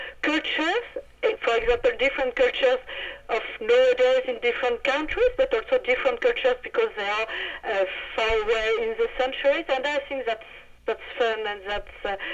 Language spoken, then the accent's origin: English; France; accent: French; English is a second language; I hope my awful French accent was not too much difficult to understand, and I hope I didn't make too much, too many mistakes speaking English.